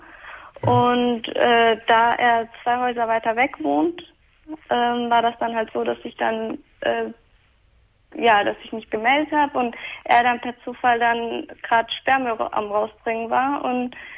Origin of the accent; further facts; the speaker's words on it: Turkey; Ich bin Türkin